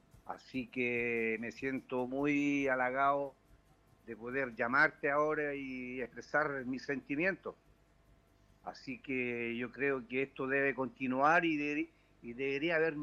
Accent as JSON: {"language": "Spanish", "town": "Puente Alto", "region": "Santiago Metropolitan Region", "country": "Chile", "said": "Esa música que tanto nos encanta, bueno, como puentealtino, como chileno"}